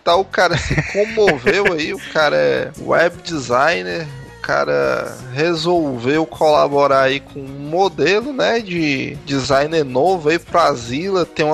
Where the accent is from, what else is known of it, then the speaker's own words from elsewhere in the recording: Paraná, Brazil; sou do interior do Paraná